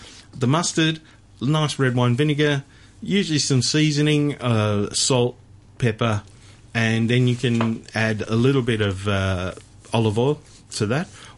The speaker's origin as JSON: {"language": "English", "town": "Melbourne", "region": "Victoria", "country": "Australia", "said": "I am from Melbourne."}